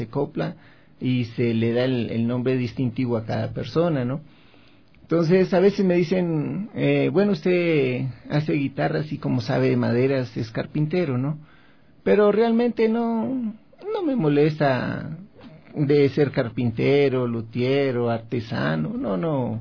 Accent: Cali, Valle del Cauca, Colombia; also born or lived in Pereira; Estuvimos en Cali, que fue mi nacimiento, mi niñez. De ahí nos fuimos a la ciudad de Pereira, Risaralda, una ciudad muy bonita

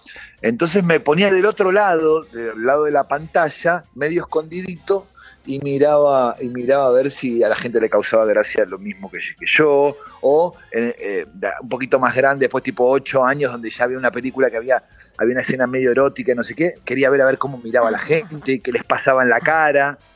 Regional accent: Buenos Aires, Argentina; por lo menos en Capital, que es de donde yo soy

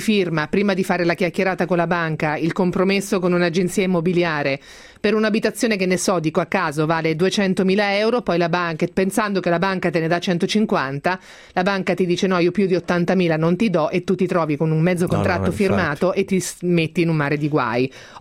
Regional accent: Marche, Italy; essendo più una da Adriatico, perché essendo marchigiana non faccio che parlare di quelle zone

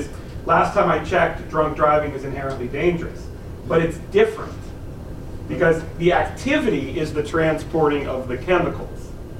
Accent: California, United States; I grew up in the Bay Area

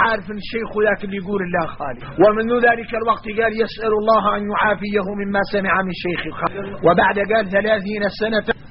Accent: Mauritania; نحن موريتاني

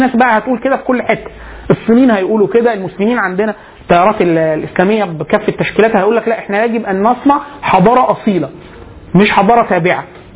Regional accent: Egypt; ده حتى مش الالم بتاعنا كمصري

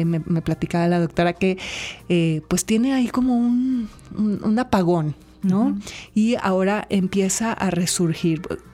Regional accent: Colima, Mexico; Yo crecí en Colima, que es un lugar muy pequeño

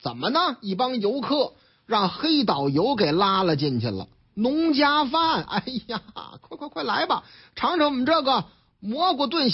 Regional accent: Shanghai, China; 这说的是我老家上海，嗯，俺们上海呢

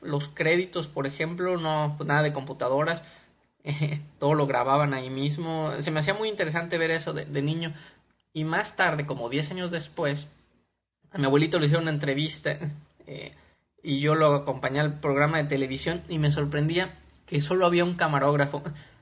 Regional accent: Morelia, Michoacán, Mexico; Yo soy de Morelia, Michoacán, en México, y aunque Morelia no es una ciudad chiquita, digamos a principios de los 80s, sí era una ciudad todavía más pequeña.

